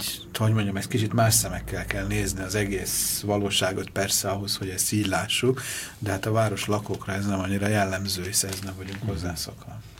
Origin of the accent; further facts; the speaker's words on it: Budapest, Hungary; born there; én is itt születtem Budapesten